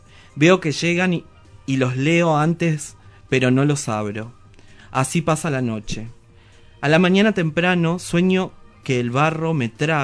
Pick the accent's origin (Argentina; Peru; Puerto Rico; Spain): Argentina; Ibarreta, Formosa; la infancia en mi pueblo, en Ibarreta, en la provincia de Formosa.